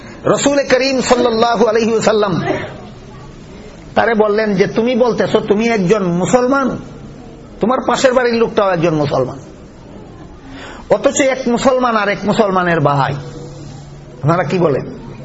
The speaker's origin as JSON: {"language": "Bangla", "region": "Sylhet Division", "country": "Bangladesh", "said": "আমরা সিলেটি বাসা খুব তুকাইয়া খাইলাই তো"}